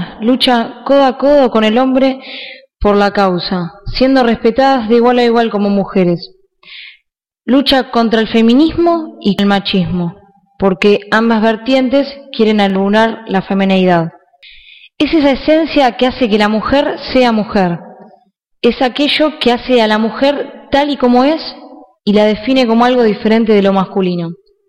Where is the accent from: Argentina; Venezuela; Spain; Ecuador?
Argentina; es el deber de toda mujer, como mujer y como argentina